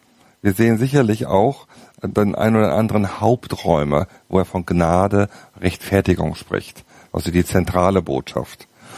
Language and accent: German; North Rhine-Westphalia, Germany; also born or lived in Ruhr; ich komme aus dem Siegerland, sagt euch was, ist ein bisschen eine fromme Ecke.